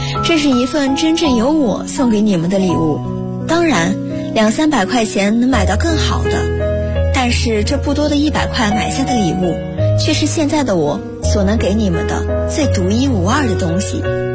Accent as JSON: {"language": "Chinese", "town": "Hengyang", "region": "Hunan", "country": "China", "lives_now": "Nanjing, China", "said": "来自湖南衡阳。我在南京大学，距离我的家乡1076公里，这是我写给爸妈的信。"}